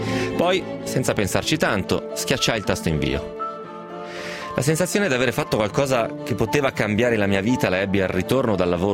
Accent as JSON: {"language": "Italian", "town": "Milan", "region": "Lombardy", "country": "Italy", "said": "uso competitor perché sono milanese, evidentemente i milanesi usano il termine competitor"}